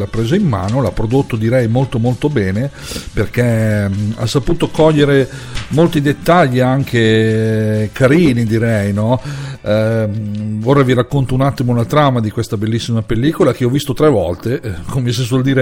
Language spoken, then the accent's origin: Italian; Lombardy, Italy; in Lombardia, la mia terra